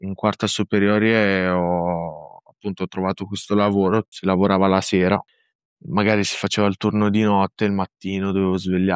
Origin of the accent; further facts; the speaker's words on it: Varese, Lombardy, Italy; I miei genitori sono di origini marocchine, io ho una sorella, anche lei è nata e cresciuta qui in Italia, a Varese